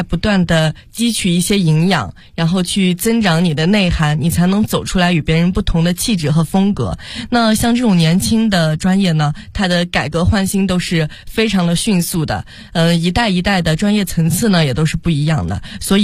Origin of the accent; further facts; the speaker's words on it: Yan'an, Shaanxi, China; now in Xi'an, China; 我呢是踩着黄土地喝着小米酒长大的活泼开朗的女孩。我的家乡呢是革命圣地延安，现就读于西安工程大学，